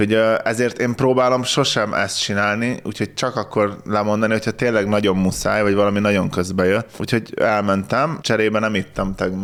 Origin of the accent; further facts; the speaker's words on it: Tapolca, Veszprém County, Hungary; ilyen kicsit ilyen kézműves, ami tapolcai volt, szülőhazámé.